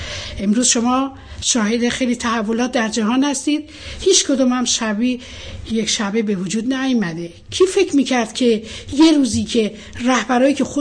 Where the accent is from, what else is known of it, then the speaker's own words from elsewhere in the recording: Bandar Shah, Golestan, Iran; born there; در بندرشا به دنیا آمدم.